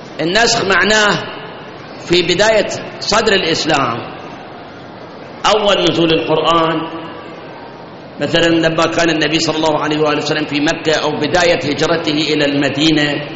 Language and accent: Arabic; Iraq; هاي احنا عندنا بالعراق